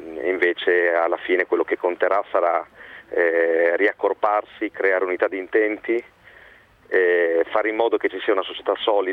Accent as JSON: {"language": "Italian", "town": "Bologna", "region": "Emilia-Romagna", "country": "Italy", "tie": "born or raised there", "said": "da bolognese, fortitudino, cresciuto"}